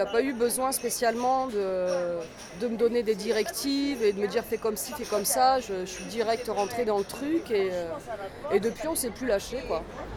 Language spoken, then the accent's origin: French; France; J'ai grandi en France.